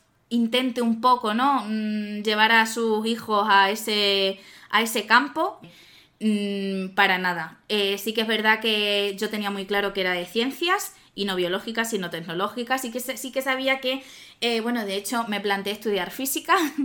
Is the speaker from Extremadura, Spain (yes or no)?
yes; Badajoz, Extremadura, Spain; moved away as an adult; now in Madrid, Spain; yo me vine aquí a estudiar de Madrid, yo soy de Badajoz.